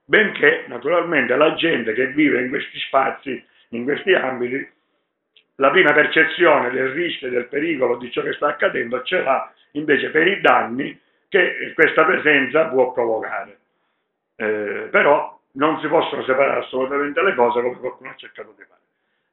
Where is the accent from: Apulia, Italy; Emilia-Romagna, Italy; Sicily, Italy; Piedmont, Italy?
Sicily, Italy; noi da siciliani che ci dobbiamo spostare in aereo perché viviamo in una zona dove ci hanno privato dei treni, di tante cose